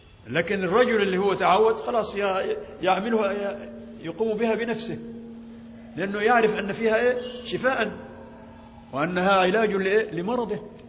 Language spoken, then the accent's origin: Arabic; Egypt; كما ضربت مثال نحن مصريين، أنت مصري طبعا، لا نأكل الجراد